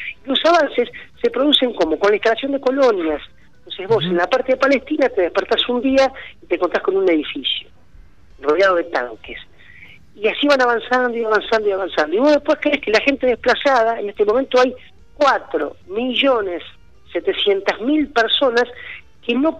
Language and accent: Spanish; Argentina; yo que soy argentino como él